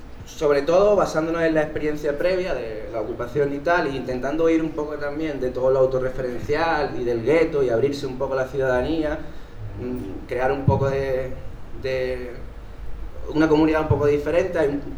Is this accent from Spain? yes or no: yes; Málaga, Andalusia, Spain; vengo de Málaga.